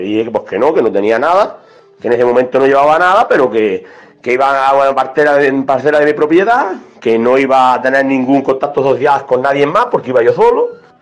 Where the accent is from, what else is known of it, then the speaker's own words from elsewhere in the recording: Cádiz, Andalusia, Spain; soy de Cádiz